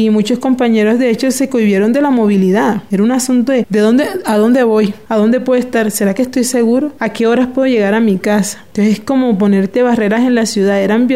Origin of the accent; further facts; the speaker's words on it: Cartagena, Bolívar, Colombia; vengo de Cartagena